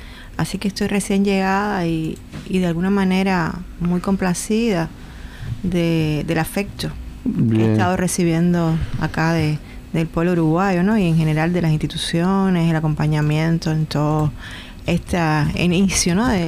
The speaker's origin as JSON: {"language": "Spanish", "country": "Cuba", "tie": "born or raised there", "said": "siempre retornaba a mi pueblo con un grupo de tradiciones interesantes. O sea, ahí estaban mis abuelos y era muy interesante las tradiciones estas de las parrandas que se hacían en el centro de la isla"}